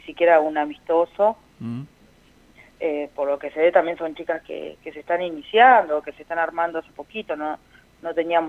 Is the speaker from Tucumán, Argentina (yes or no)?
no; Carro Quemado, La Pampa, Argentina; now in Victorica, Argentina; Yo pertenezco soy de Carro Quemado, pero estoy viviendo hoy por hoy en Victorica.